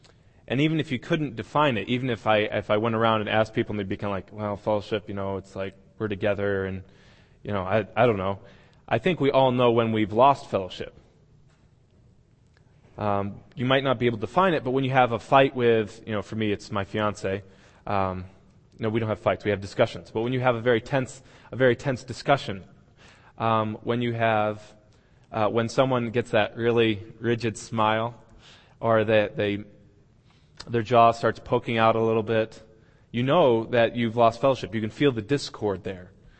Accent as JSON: {"language": "English", "town": "Hartford", "region": "Connecticut", "country": "United States", "tie": "born there", "said": "I was born in New England, which is the northeastern section of the United States. I was born in Hartford, Connecticut."}